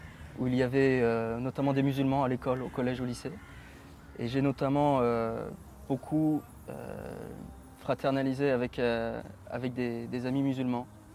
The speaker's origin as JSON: {"language": "French", "country": "France", "lives_now": "Istanbul, Turkey", "said": "je suis français, j'ai 25 ans, je suis musulman depuis 4 ans, je me suis converti à l'âge de 21 ans en Égypte."}